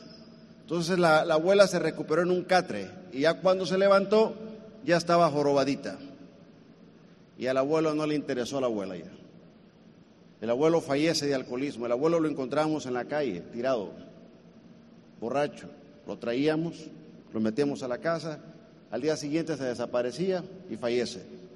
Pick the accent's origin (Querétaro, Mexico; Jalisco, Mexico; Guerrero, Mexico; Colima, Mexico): Colima, Mexico; Yo soy mexicano, de Colima.